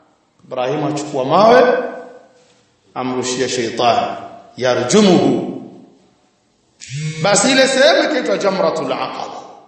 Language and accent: Swahili; Tanga, Tanga Region, Tanzania; Nakumbuka sisi kule kwetu Tanga kuna bwana mmoja alikuwa akisemewa